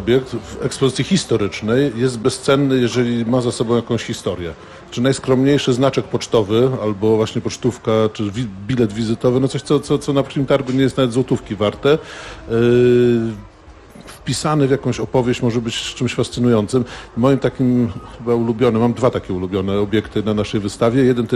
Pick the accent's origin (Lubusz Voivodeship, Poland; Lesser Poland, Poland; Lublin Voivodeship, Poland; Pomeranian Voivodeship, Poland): Pomeranian Voivodeship, Poland; Tricity; moved away as an adult; Przyjechałem na studia do Krakowa z Trójmiasta